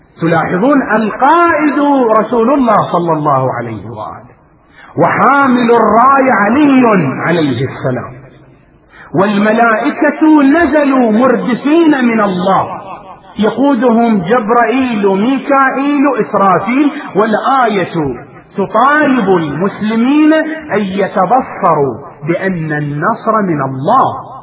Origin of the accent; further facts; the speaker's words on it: Iraq; وبلاؤنا نحن أبناء العراق